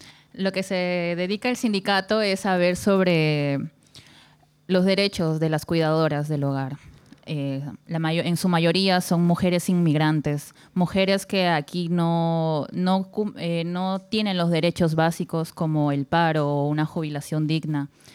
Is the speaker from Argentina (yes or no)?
no; Peru; Sí, ya que yo vengo de Perú, soy peruana.